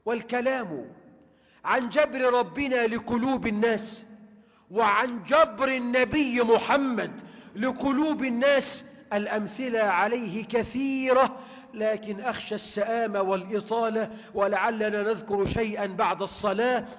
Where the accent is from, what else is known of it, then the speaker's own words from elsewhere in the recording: Egypt; اللهم واجعل بلدنا مصر أمنا أمانا